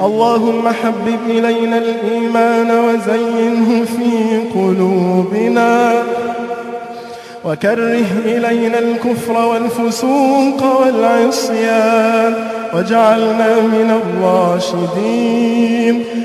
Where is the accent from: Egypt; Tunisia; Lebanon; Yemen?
Egypt; اللهم واحفظ بلدنا مصر من كل سوء وشر